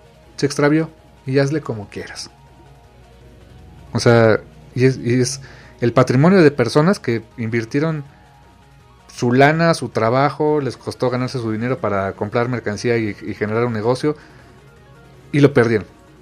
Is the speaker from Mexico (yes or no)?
yes; Mexico; no estamos en sus prioridades. Como ciudadanos, como mexicanos